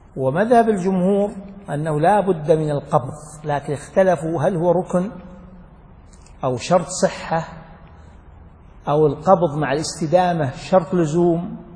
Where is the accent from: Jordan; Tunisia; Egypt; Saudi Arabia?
Saudi Arabia; Najd; وعليه عمل الناس من قديم، خاصة عندنا في نجد